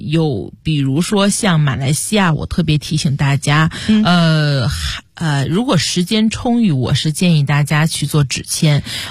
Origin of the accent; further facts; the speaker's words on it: China; 有的可能就是我们中国人喜欢带现金